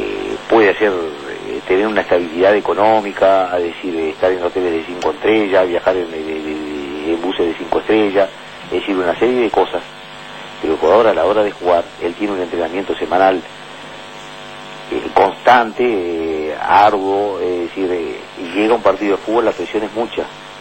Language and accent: Spanish; Uruguay; piensa como todo uruguayo, y yo también como uruguayo y como hincha